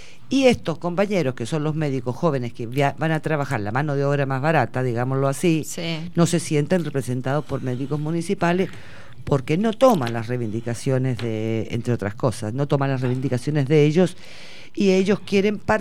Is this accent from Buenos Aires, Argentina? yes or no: yes; Buenos Aires, Argentina; nosotros que somos de Parque Patricios, ¿no?